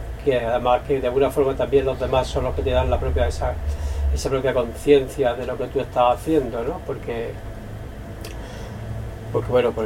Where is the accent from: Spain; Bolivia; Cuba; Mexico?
Spain; Valencia, Valencian Community; vengo también de Valencia otra vez, donde de niño era de los pocos sitios donde veíamos vedette, ¿no?